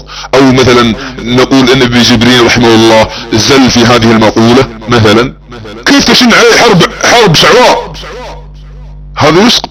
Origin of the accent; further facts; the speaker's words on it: Saudi Arabia; على سبيل المثال بعض الدعاة عندنا في السعودية